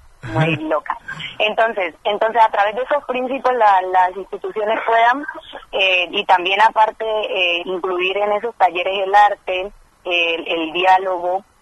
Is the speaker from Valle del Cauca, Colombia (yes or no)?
yes; Buenaventura, Valle del Cauca, Colombia; vengo de Buenaventura.